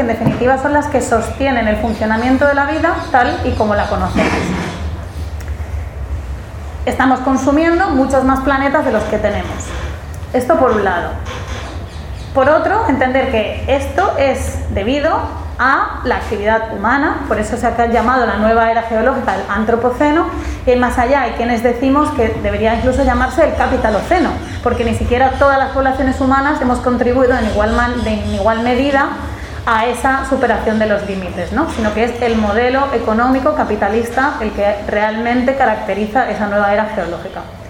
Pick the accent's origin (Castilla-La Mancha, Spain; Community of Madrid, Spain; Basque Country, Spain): Community of Madrid, Spain; moved away; also born or lived in Andalusia; me siento un poco rara hablando de Andalucía y sus impactos ambientales siendo madrileña. Y no por nada, yo llevo aquí viviendo 10 años